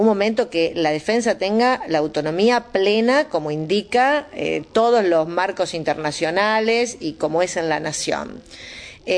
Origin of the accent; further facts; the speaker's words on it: Florencio Varela, Buenos Aires Province, Argentina; yo soy de Florencio Varela, y esto es así, pero en mi distrito como en tantos otros.